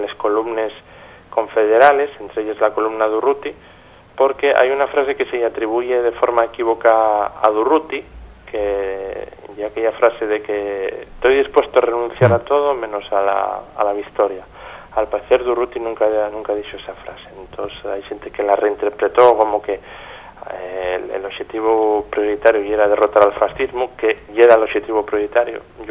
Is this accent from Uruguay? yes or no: no; Gijón, Asturias, Spain; porque yo soy de Xixón